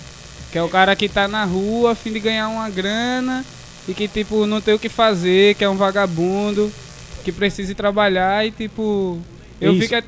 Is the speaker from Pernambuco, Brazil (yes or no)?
yes; Camaragibe, Pernambuco, Brazil; sou malabarista também, trabalho na rua, sou de Camaragibe